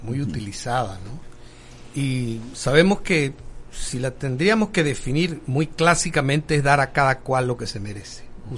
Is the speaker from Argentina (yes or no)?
no; Tolé, Chiriquí, Panama; porque yo soy un hombre de Tolé, nacido en Tolé, crecido en Tolé, mi familia se estableció allí